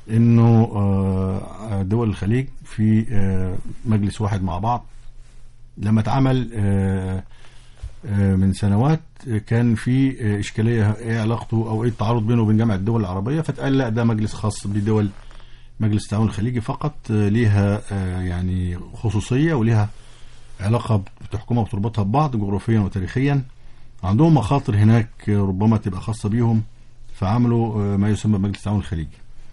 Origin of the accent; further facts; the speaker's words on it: Egypt; لكن احنا كمصريين كنا نتمنى ان يحدث الاتي